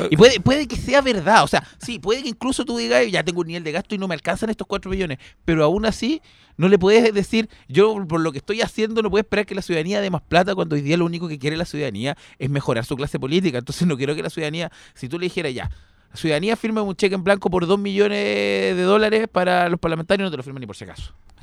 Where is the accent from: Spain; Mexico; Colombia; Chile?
Chile; el doble estándar que tenemos nosotros como chilenos